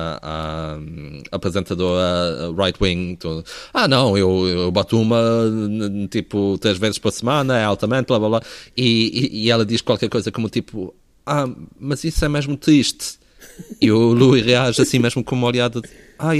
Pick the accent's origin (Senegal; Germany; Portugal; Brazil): Portugal; Azores; moved away as an adult; also born or lived in Porto; now in London, United Kingdom; eu cresci nos Açores e depois vivi por 9 anos no Porto e agora estou em Londres, mas basicamente tipo, todo o meu ensino foi em Portugal e todas as minhas referências são portuguesas, digamos assim.